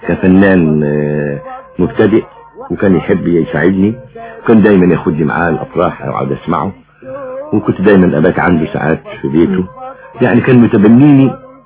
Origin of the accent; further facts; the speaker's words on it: Egypt; انا من مصر. يعني انا يعني من مصر